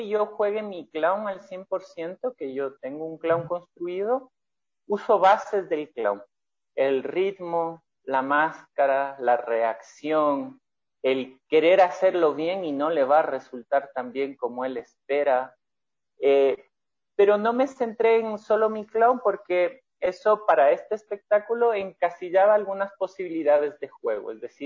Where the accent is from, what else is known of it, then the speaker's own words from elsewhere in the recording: Ecuador; ella es chilena, yo soy ecuatoriano. En el 2010, me parece